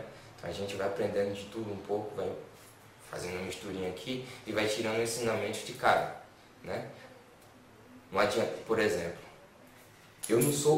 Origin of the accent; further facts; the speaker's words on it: Brazil; accent: paulista; o meu sotaque é mais próximo do pessoal paulista mesmo